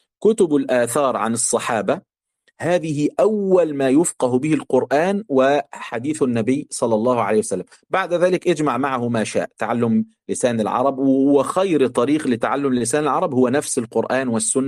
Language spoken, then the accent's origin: Arabic; Egypt; في كلمة في الطراوة عندنا في مصر يعني ضايع